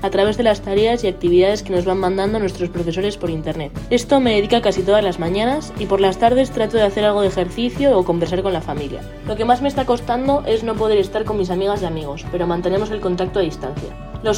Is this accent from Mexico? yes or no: no; Spain; enseñanza secundaria en España. Como ya sabéis, estamos desde hace más de 20 días en cuarentena social en mi país